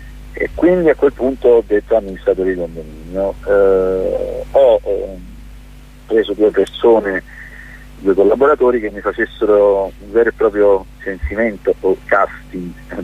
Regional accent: Naples, Campania, Italy; Io ho girato tutto il mondo, quindi non lo dico solo da napoletano

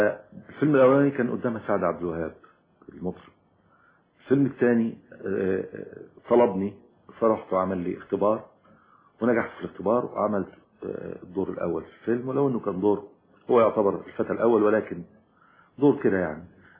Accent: Egypt; إن أنا زي ما قلت سيادتك إن أنا من الريف

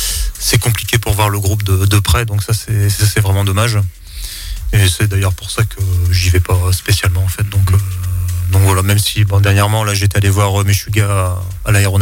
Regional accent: Hauts-de-France, France; Bah moi je suis plutôt du Douaisy

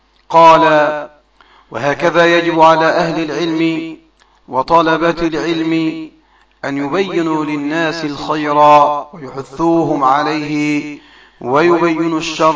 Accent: Egypt; وإلى إخواني من أهل السنة في بلدنا مصر خاصة.

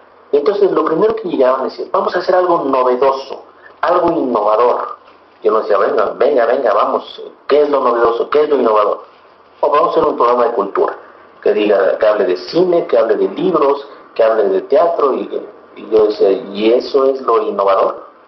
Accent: Mexico; ese reto que tenemos nosotros como sociedad mexicana

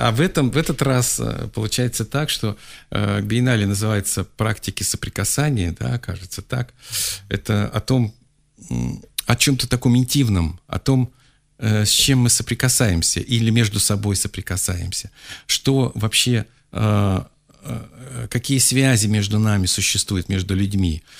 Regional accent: Urals, Russia; born there; Я родился на Урале, в маленьком городке Демидовском, таком, там завод Демидовский.

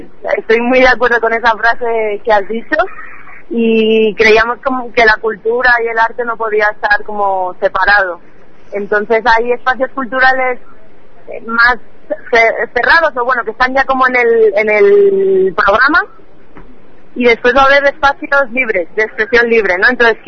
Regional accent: Spain; moved away as an adult; now in Colombia; yo soy del Estado español y vivo en Colombia desde hace 2 años.

